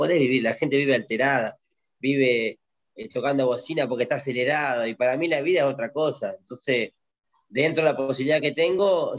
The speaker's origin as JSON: {"language": "Spanish", "country": "Argentina", "said": "Argentina es hermoso, y tengo mi gente, y tengo mi pueblo"}